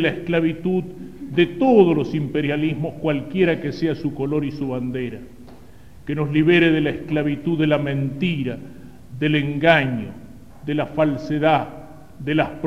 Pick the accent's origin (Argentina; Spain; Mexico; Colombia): Argentina; nuestro compromiso como católicos y como argentinos